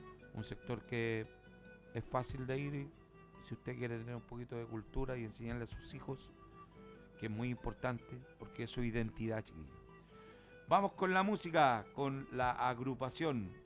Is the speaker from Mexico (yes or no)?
no; Chile; el patrimonio e intangible de nosotros como chilenos.